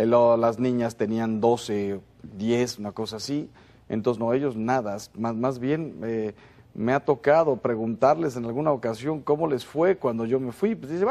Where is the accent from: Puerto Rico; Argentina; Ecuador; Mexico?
Mexico; Puebla; Yo soy de Puebla, México. Nací en el 1966 en el seno de una familia normalísima.